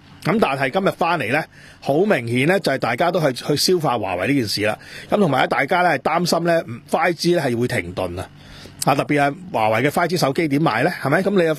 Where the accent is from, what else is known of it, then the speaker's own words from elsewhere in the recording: Hong Kong; 我哋係香港人